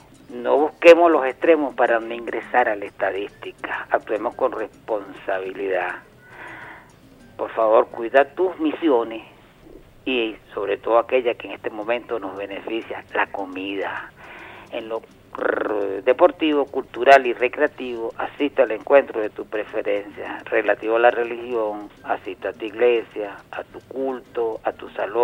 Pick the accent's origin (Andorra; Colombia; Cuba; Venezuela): Venezuela; como venezolanos que somos.